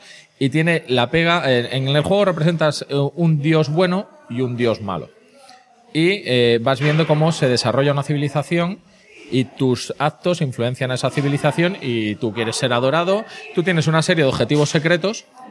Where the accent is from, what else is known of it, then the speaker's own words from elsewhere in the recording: Spain; subo la picaresca, que soy español.